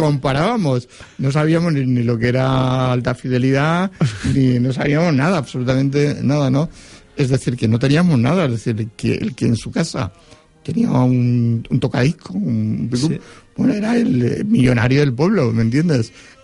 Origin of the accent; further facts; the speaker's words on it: Foios, Valencian Community, Spain; Y nos lo alquilaba en mi pueblo, yo soy de Foyos